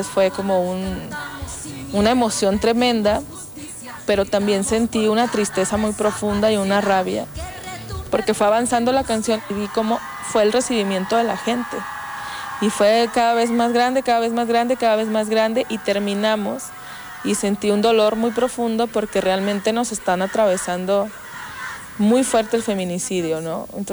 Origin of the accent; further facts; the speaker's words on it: Coahuila, Mexico; Yo soy una mujer mexicana, soy coahuilense